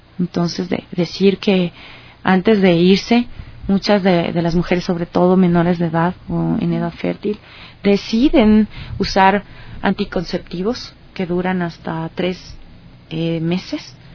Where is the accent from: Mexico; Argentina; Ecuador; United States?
Ecuador; en el caso de nosotros como ecuatorianos, el relato de nuestra migración